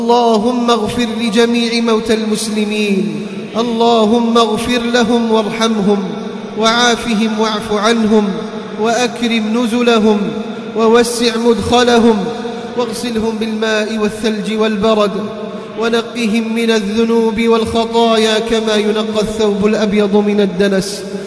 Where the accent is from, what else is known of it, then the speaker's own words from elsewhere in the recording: Algeria; اللهم احفظ بلدنا الجزائر من كل فتنة